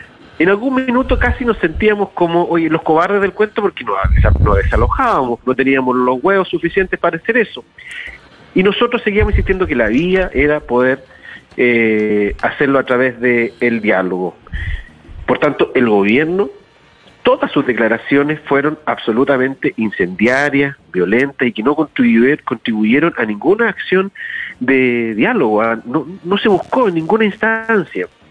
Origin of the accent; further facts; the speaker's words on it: Araucanía, Chile; Entendiendo que somos de aquí de la Araucanía, 650 kilómetros